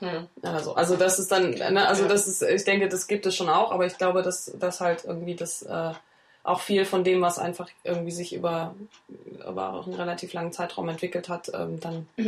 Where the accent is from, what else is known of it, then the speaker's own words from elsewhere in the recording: East Germany, Germany; ich bin ja im Osten groß geworden, also zumindest in Teilen, da war das noch ein bisschen anders